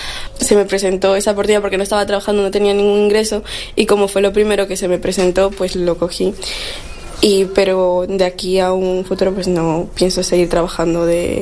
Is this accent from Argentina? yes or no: no; Peru; now in Spain; Soy de Perú, llevo 6 años aquí junto con mi madre